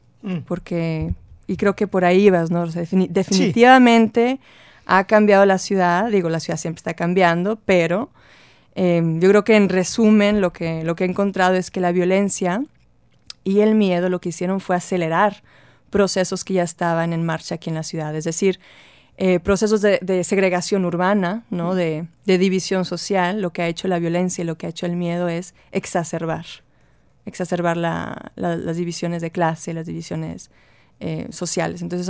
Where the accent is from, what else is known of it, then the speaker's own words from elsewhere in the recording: Monterrey, Nuevo León, Mexico; luego empecé a viajar. Tenía 5 años viviendo fuera cuando regresé a Monterrey en enero el año pasado. Y sí me pareció que volvía a otra ciudad. O sea, mi ciudad natal y al mismo tiempo otra ciudad.